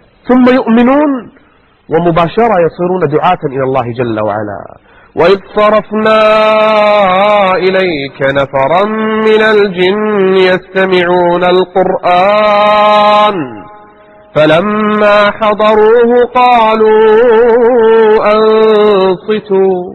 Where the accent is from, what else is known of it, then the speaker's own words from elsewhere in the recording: Kuwait; عندنا بالكويت